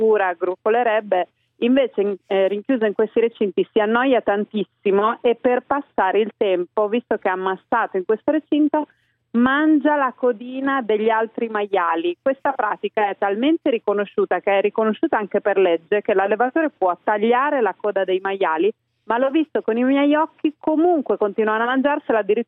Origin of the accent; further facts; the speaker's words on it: Emilia-Romagna, Italy; oltretutto sono romagnola